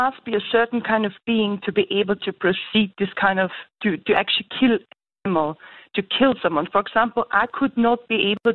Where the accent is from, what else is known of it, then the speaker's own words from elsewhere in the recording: Germany; Look, I'm from Germany, and in Germany we see a lot of programs online